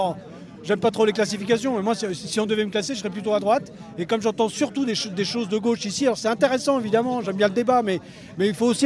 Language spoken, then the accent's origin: French; Montreuil, Île-de-France, France; je viens de Montreuil, comme quoi, c'est plutôt...